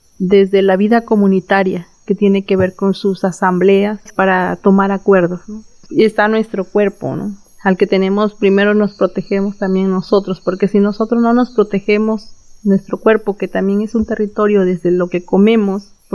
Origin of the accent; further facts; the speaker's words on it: Villa de Tututepec, Oaxaca, Mexico; Yo soy de la Comunidad de la Luz. Pertenezco al municipio de Villa de Tututepec.